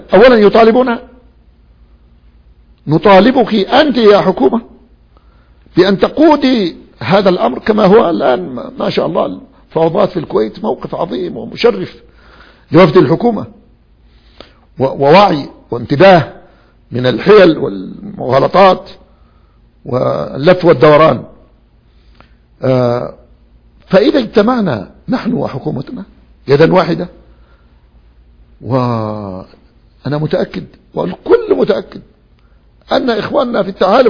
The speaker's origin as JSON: {"language": "Arabic", "country": "Yemen", "said": "أولا يجب أن نعترف نحن أبناء اليمن"}